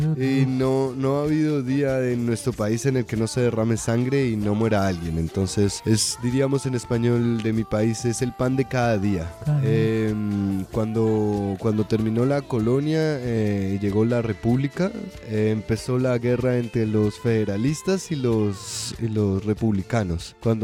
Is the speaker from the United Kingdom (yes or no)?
no; Colombia; Portuguese is a second language; now in Brazil; Eu sou de Colômbia.